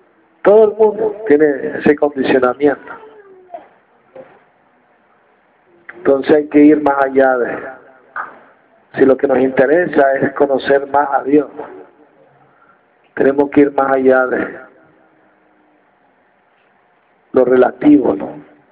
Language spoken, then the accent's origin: Spanish; Venezuela; Las 4.000 lonchas, decimos en Venezuela.